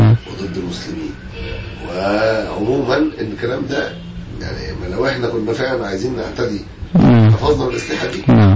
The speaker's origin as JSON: {"language": "Arabic", "country": "Egypt", "said": "صفاتنا ان احنا مواطنين مصريين"}